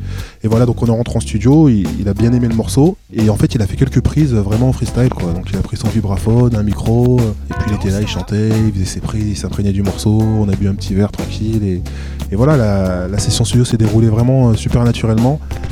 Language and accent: French; Lyon, Auvergne-Rhône-Alpes, France; ça fait un petit moment que je rappe dans la région lyonnaise. Enfin, moi, je viens de Lyon